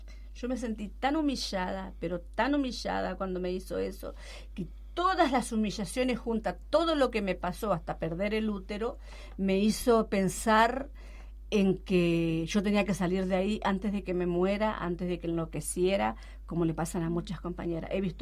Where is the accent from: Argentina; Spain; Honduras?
Argentina; Si nosotras, que somos argentinas, hacemos eso